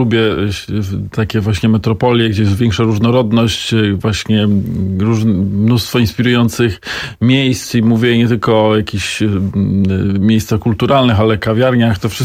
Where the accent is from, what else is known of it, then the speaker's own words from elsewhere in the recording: Wrocław, Lower Silesian Voivodeship, Poland; Pochodzę z Wrocławia.